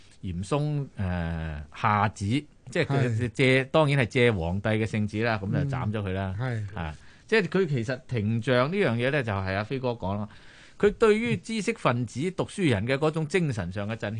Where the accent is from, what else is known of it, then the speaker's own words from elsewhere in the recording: Guangdong, China; 我哋廣東人就話蛇膽就解毒。